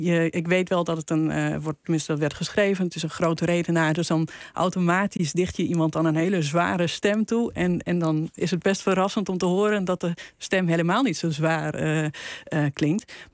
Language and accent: Dutch; Friesland, Netherlands; accent: Clay Frisian; first language Clay Frisian; Dutch is a second language; Het Kleifries wel, want dat is mijn moedertaal.